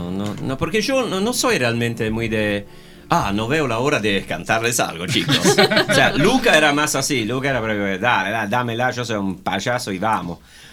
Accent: Argentina; somos argentinos, somos buena gente, es banal

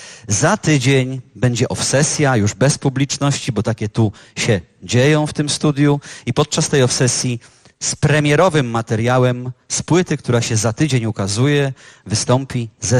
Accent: Łódź, Łódź Voivodeship, Poland; ten zespół pochodzi z mojego rodzinnego miasta. Jak ja to zawsze mówię, trudny to teren, ale teren, w którym warto było się wychowywać, warto było się urodzić

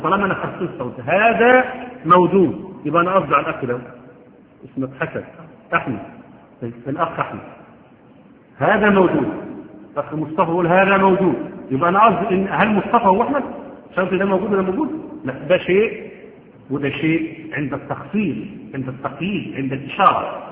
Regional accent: Egypt; حتى احنا عندنا كمصريين

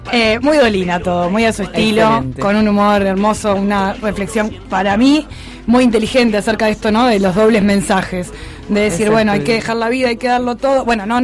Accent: Uruguay; Sí, somos todos uruguayos y lo que hablamos recién, no somos chilenos.

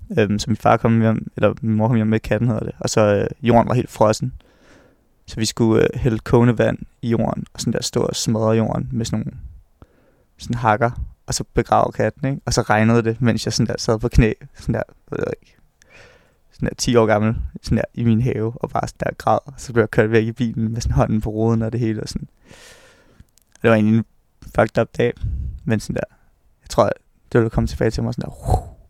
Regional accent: Hørsholm, Capital Region of Denmark, Denmark; Jeg tror, jeg husker meget tydeligt, hvad det den dag, at jeg flyttede fra mit barndomshjem i Hørsholm.

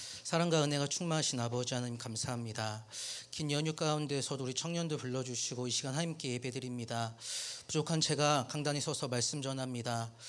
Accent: South Korea; 제가 한국 사람이고 교회를 다녀요. 그리스도인이에요. 예수님을 믿어요.

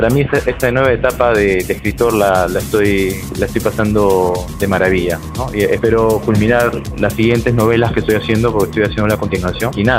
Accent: Tingo María, Huánuco, Peru; Yo estoy enamorado de Tengo María, me gusta, desde pequeño siempre me ha gustado. Ahora, cabe recalcar de que yo en mi niñez he vivido por periodos en la selva y por periodos acá.

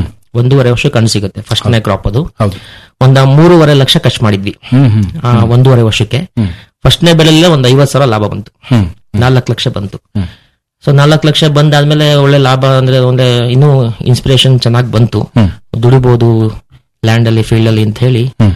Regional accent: Kellangere, Karnataka, India; ಊರು ಅರಸೀಕೆರೆ ತಾಲೂಕು ಕೆಲ್ಲಂಗೆರೆ.

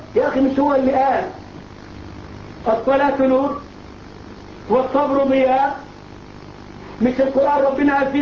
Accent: Egypt; ولا زي الراجل عندنا في مصر يقول لك النبي يعلم الساعة

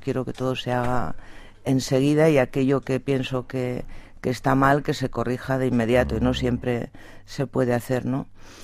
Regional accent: Zaragoza, Aragon, Spain; además de la fiesta nacional son las fiestas del Pilar y yo soy de Zaragoza.

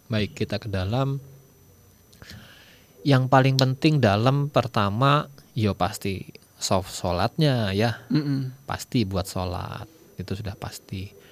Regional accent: Sumatra, Indonesia; born there; Saya ini orang Jawa. Orang Jawa tapi lahir di Sumatera.

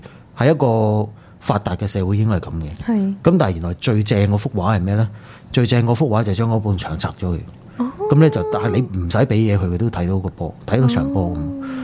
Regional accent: Hong Kong; 有一樣嘢我哋香港人越嚟越少嘅咧

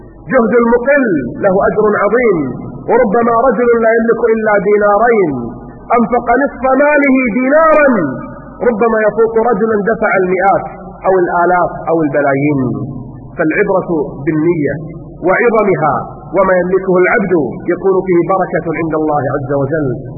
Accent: Kuwait; الجمعيات واللجان عندنا في الكويت

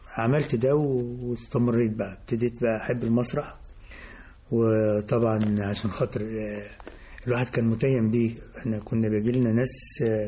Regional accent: Faiyum, Faiyum Governorate, Egypt; كان عندنا في البلد، احنا انا من الفيوم

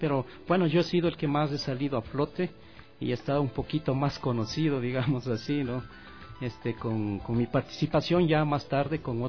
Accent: Ecuador; moved away; estar estos días acá en mi país, en el Ecuador, donde vengo cada año en el mes de octubre

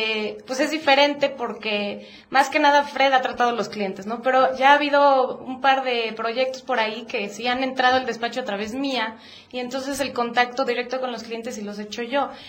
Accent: Puebla, Mexico; Yo soy poblana.

